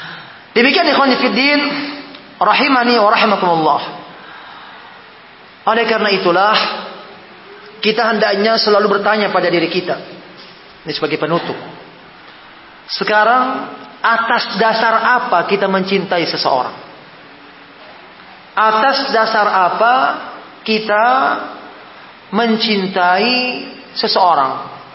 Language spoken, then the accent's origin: Indonesian; Sorowako, South Sulawesi, Indonesia; Ya, sama-sama kita orang Sorowako, Nah, kita orang Sorowako, kan?